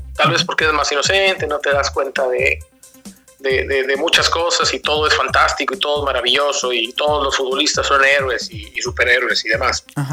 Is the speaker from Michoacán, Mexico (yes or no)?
no; Tampico, Tamaulipas, Mexico; Nosotros somos de Tampico, ¿no?